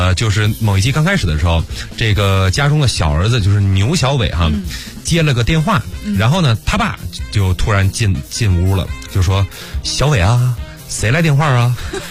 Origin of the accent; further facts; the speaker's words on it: Beijing, China; 因为我从小是在北京长大的